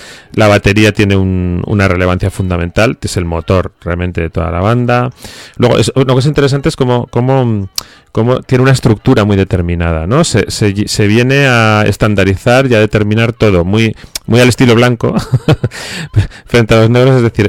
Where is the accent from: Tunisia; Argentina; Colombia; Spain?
Spain; Bilbao, Basque Country; Nosotros no bailamos, somos de Bilbao, pero...